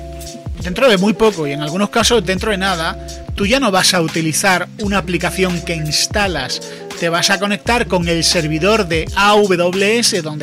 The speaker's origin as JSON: {"language": "Spanish", "country": "Spain", "said": "para mí como español"}